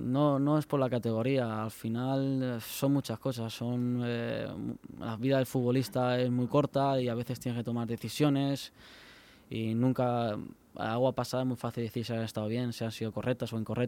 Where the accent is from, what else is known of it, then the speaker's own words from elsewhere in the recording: Elche, Valencian Community, Spain; yo soy ilicitano y del Elche está en las venas, me corre por las venas.